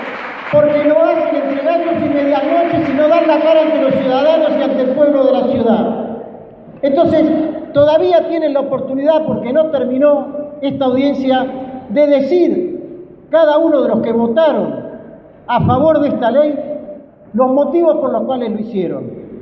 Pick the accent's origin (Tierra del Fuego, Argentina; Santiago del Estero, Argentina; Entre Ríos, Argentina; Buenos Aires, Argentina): Buenos Aires, Argentina; soy periodista, soy ciudadano de la Ciudad de Buenos Aires, para más datos del barrio de Villa Crespo. Soy alguien que estudió y se formó en la escuela pública